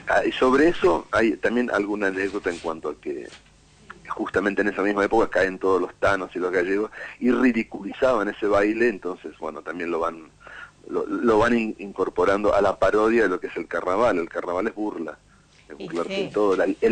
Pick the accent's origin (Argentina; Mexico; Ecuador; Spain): Argentina; Pero ¿qué somos los argentinos? Somos eso, ¿no?